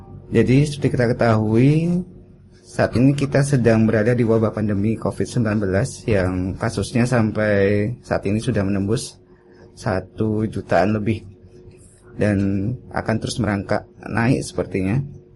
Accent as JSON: {"language": "Indonesian", "town": "Padang", "region": "West Sumatra", "country": "Indonesia", "tie": "born or raised there", "also_born_or_lived": "Wonogiri", "lives_now": "Yogyakarta, Indonesia", "said": "Saya sebenarnya dari Wonogiri, cuma saya sudah besar lama tuh di Sumatera Barat, di Padang."}